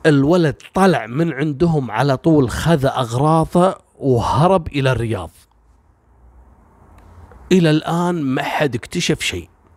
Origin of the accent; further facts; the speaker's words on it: Kuwait; عندنا في الكويت